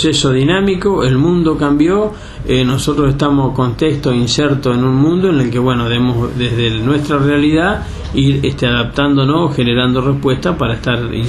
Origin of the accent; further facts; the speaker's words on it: Balcarce, Buenos Aires Province, Argentina; moved away as an adult; also born or lived in Patagonia / Rafaela; now in Ayacucho, Argentina; Si bien soy nativo de Balcarce, yo me fui de Balcarce en el año 83, anduve en algunos otros lugares del país como Patagonia, Rafaela, y desde el 89 estoy viviendo en Ayacucho.